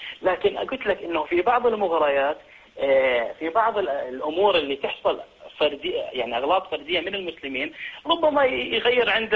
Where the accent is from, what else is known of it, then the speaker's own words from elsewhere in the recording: Sweden; أنا من السويد